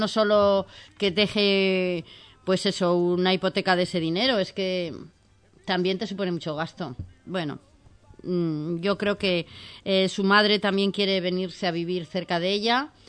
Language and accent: Spanish; Cantabria, Spain; pues aquí pasa lo mismo, que yo soy de Cantabria.